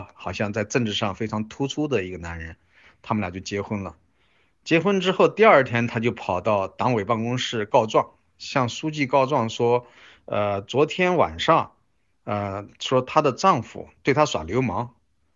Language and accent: Chinese; China; 我觉得我们中国人绝大多数中国人其实对性的知识是非常贫乏的